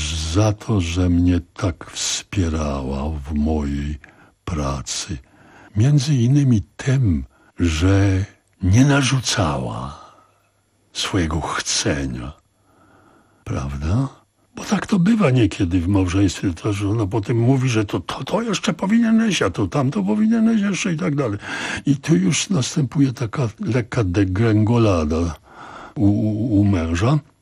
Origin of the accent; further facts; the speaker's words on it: Silesian Voivodeship, Poland; że ja pochodzę ze Śląska